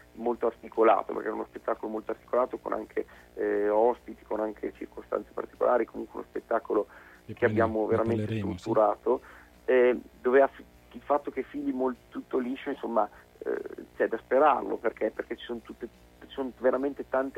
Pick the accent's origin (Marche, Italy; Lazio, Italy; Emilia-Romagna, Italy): Emilia-Romagna, Italy; c'è il folk visto dal punto di vista emiliano, ovviamente non può mancare, perché è la mia terra